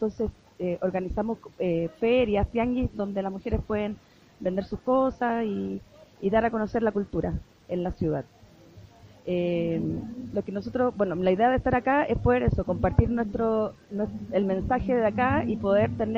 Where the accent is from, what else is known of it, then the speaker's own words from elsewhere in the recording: Chile; vengo de Chile y vengo en representación de la organización Nehuen Huacolda, una organización de mujeres mapuches de la ciudad.